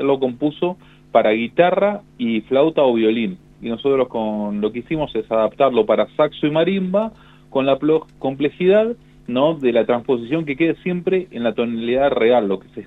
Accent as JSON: {"language": "Spanish", "country": "Argentina", "said": "esta música que nos define como argentinos, ¿no?"}